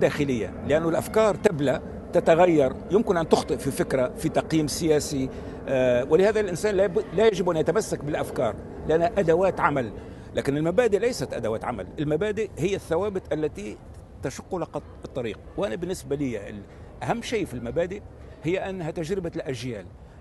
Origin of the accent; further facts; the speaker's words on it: Tunisia; سأمارس الحق حقي الدستوري كتونسي